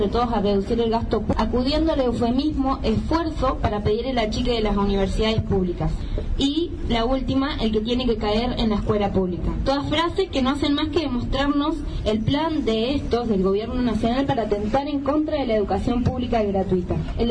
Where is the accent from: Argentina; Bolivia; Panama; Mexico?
Argentina; Ingeniero Jacobacci, Río Negro; una región, que es la de la línea sur, de la que yo vengo. Yo soy de Ingeniero Jacobacci, y es una zona donde no hay universidades